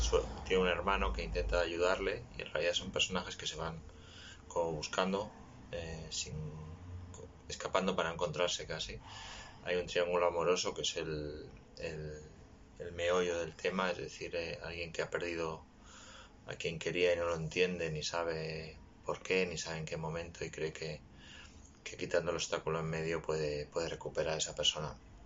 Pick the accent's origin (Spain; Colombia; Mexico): Spain; Barcelona, Catalonia; Soy de Barcelona y esta fue como mi primera novela negra que publiqué en el año 2009-2010.